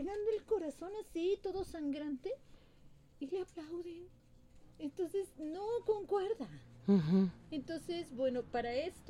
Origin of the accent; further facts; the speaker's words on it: Chiapas, Mexico; Yo vengo de Chiapas. Chiapas es frontera sur.